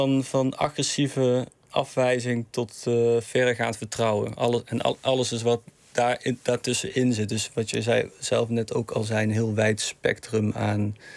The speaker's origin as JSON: {"language": "Dutch", "town": "Eindhoven", "region": "North Brabant", "country": "Netherlands", "tie": "born or raised there", "said": "Toen heb ik in Eindhoven, waar ik in de buurt waar ik ben opgegroeid, een soort voorstudie gedaan."}